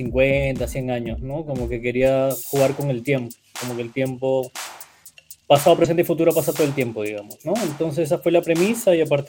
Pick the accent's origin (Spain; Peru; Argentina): Peru; Paita, Piura; yo crecí en Paita, que es un puerto al norte de Perú, muy cerca del Ecuador.